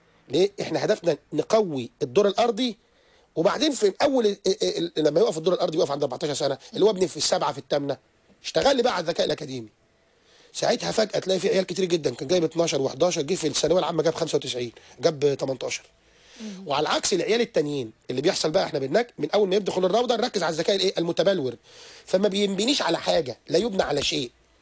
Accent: Egypt; انا من مصر، من دوله يا بيها، انا طالع من تحت الطين زيك.

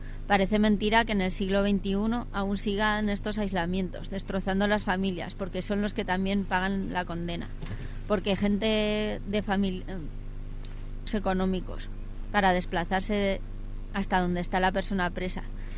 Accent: Valencia, Valencian Community, Spain; Llevo muchos años para que me lleven a mi tierra natal, Valencia.

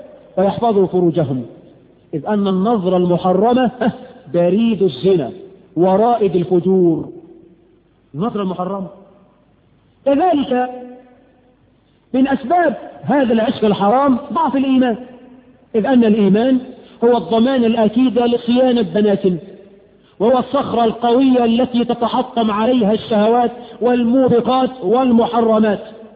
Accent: Egypt

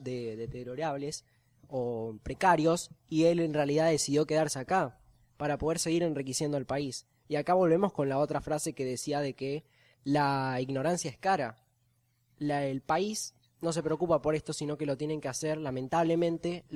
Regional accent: Argentina; yo me quedo acá en Argentina a continuar con mis estudios y con todos mis trabajos acá, porque soy argentino.

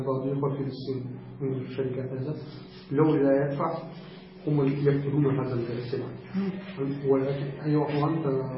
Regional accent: Russia; Arabic is a second language; عندنا في روسيا موجود في سيارتك كذا

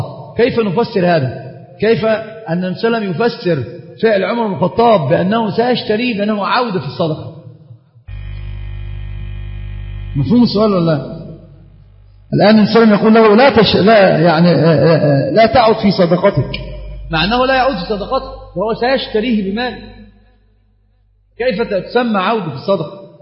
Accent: Egypt; طبعا هي مشهورة جدا عندنا في مصر في العامة

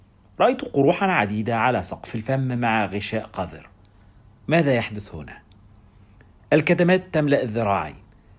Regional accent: Egypt; يريحون العصا على كتفهم كما يفعل السقاء عندنا في مصر

